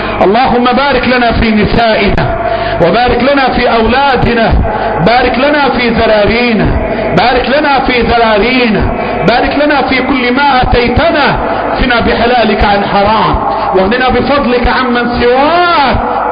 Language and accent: Arabic; Egypt; اللهم احفظ بلدنا مصر